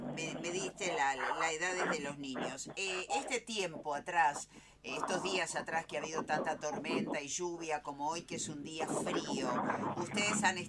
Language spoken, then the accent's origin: Spanish; Pergamino, Buenos Aires Province, Argentina; moved away; O casualidad, yo también soy de Pergamino.